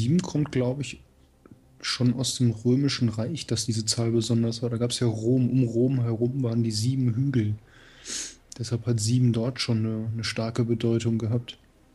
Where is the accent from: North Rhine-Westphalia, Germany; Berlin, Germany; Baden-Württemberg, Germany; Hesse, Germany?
Hesse, Germany; Hanau; Ich komme aus der HU. Hessisch-Uganda. Hanau hat das Kennzeichen HU.